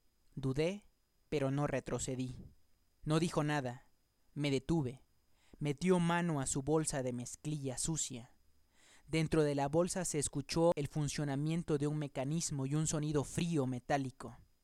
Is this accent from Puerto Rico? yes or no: no; Acapulco, Guerrero, Mexico; now in Mexico City, Mexico; Y yo que vengo del calorcito de Acapulco, pues tengo que abrigarme bien porque este frío está un poco congelante